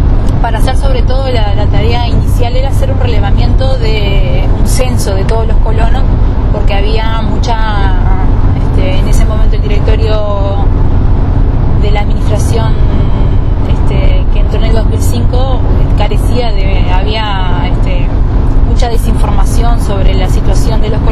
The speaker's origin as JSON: {"language": "Spanish", "town": "San Jacinto", "region": "Canelones", "country": "Uruguay", "tie": "born or raised there", "said": "yo soy de acá, de Canelones, soy de San Jacinto, nací acá y me crié acá, y hice incluso la carrera viajando a Montevideo todos los días desde acá."}